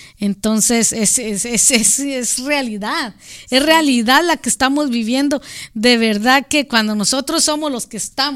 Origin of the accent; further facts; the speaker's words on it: Guatemala; now in United States; en mi país la mayoría de gente homosexual, gays, transgénero se vienen huyendo del racismo de allá hacia su gente en Guatemala.